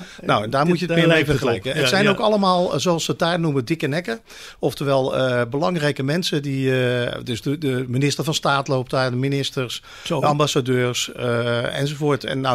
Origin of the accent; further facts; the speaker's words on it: Schiedam, South Holland, Netherlands; Dat wij uit Schiedam komen, dat is nou, niet een toevalligheid natuurlijk.